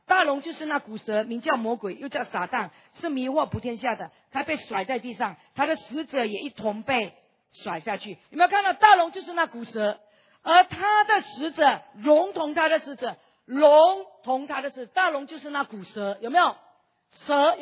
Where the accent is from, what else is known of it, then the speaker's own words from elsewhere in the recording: East Malaysia, Malaysia; 我是马来西亚人，我是东马人